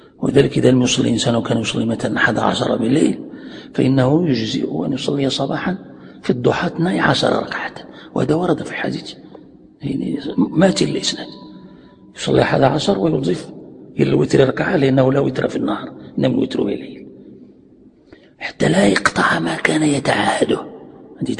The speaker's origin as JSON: {"language": "Arabic", "country": "Morocco", "said": "يعني عندنا في المغرب يعني معروف هذا"}